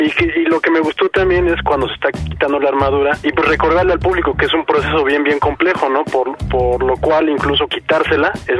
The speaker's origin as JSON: {"language": "Spanish", "country": "Mexico", "said": "afortunadamente no somos gringos, somos mexicanos."}